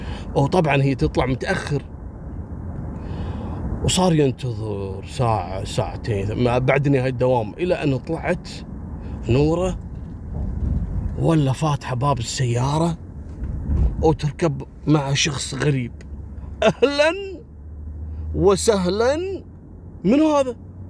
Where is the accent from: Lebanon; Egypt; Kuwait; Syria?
Kuwait; تدرون عندنا بالكويت لما واحد ويا واحدة يتمشون بالسيارة الشرطة يوقفونه